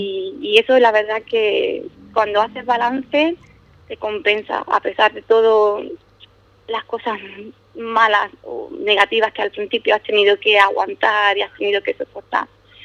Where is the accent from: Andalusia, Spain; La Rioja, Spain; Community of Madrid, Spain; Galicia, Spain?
Andalusia, Spain; Ubrique; now in Scotland; tanto mi marido como yo, somos los dos de Ubrique. Y siempre yo he estado pues acostumbrada a vivir en un pueblo medianamente pequeño, tranquilo